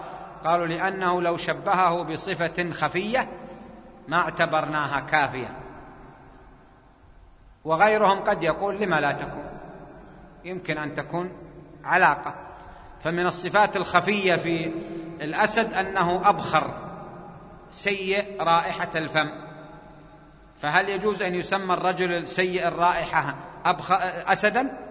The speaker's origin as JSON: {"language": "Arabic", "town": "Jeddah", "region": "Makkah Province", "country": "Saudi Arabia", "said": "عندنا في جدة"}